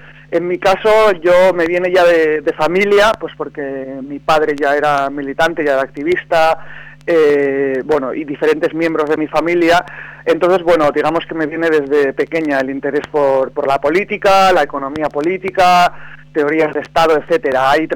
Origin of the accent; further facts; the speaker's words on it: Basque Country, Spain; vengo del País Vasco.